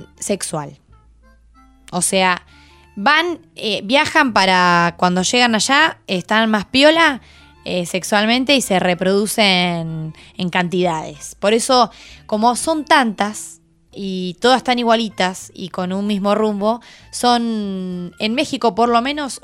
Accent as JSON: {"language": "Spanish", "region": "Neuquén", "country": "Argentina", "said": "Somos de Neuquén, como ya lo saben nuestros amigos"}